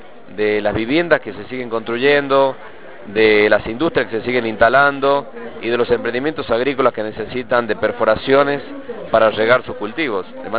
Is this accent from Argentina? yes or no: yes; La Rioja, Argentina; un gran orgullo para nosotros como riojanos y como gobierno